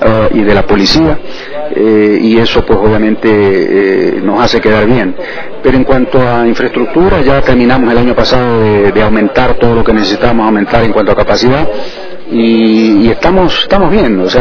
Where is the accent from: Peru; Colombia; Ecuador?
Ecuador; un motivo de orgullo como ecuatoriano, que la gente en el mundo entero sepa que aquí se pueden hacer estas cosas